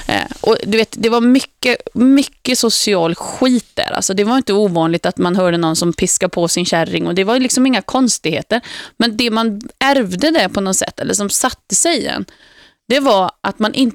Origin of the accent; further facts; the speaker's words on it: Uddevalla, Västra Götaland County, Sweden; då flyttade vi till ett miljonprojektområde i min hemstad Uddevalla.